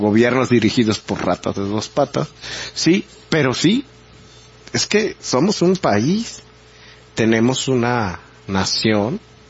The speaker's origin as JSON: {"language": "Spanish", "country": "Mexico", "said": "Y presumiendo cosas, pero realmente aquí nacimos."}